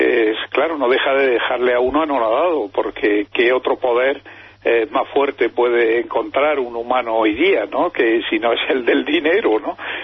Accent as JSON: {"language": "Spanish", "region": "Andalusia", "country": "Spain", "said": "en el Mediterráneo, y yo soy andaluz en particular"}